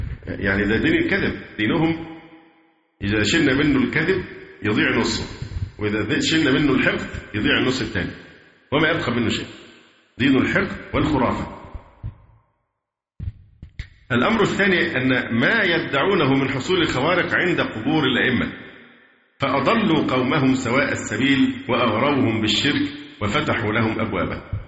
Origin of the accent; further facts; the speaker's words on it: Egypt; برضو المشاكل اللي عندنا في مصر في موضوع الأضرحة